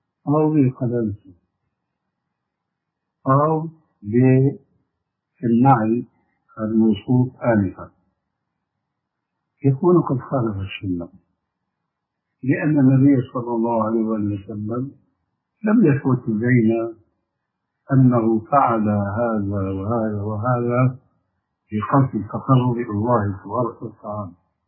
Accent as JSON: {"language": "Arabic", "country": "Syria", "said": "المقصود عندنا في سوريا مثلا يسمون الشاروخ أو يسمون الصندل أو ما شابه ذلك."}